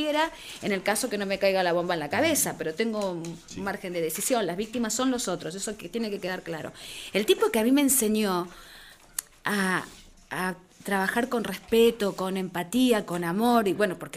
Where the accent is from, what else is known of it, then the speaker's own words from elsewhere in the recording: Argentina; por lo menos como yo, como argentina, para mí tenía esa identificación.